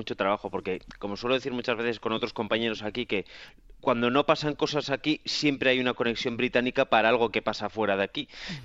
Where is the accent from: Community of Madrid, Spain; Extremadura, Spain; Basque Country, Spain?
Basque Country, Spain; San Sebastián; Sí, soy de San Sebastián, estudié en Pamplona